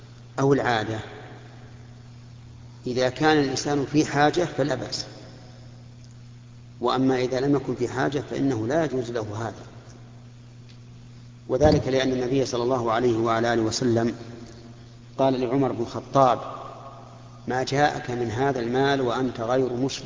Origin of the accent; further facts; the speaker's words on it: Saudi Arabia; فمثل هنا عندنا في المملكة العربية السعودية